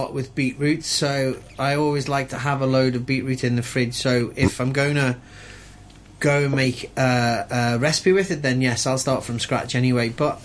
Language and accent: English; Liverpool, North West England, United Kingdom; I'm from Liverpool